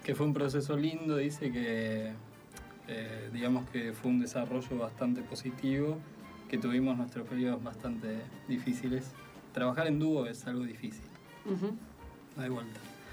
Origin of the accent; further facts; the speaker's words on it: Argentina; now in Norway; yo soy argentino, vivo en Noruega.